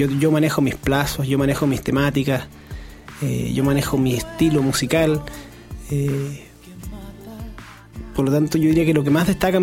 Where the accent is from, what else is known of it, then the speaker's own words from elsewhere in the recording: Santiago, Santiago Metropolitan Region, Chile; Somos todos de Santiago.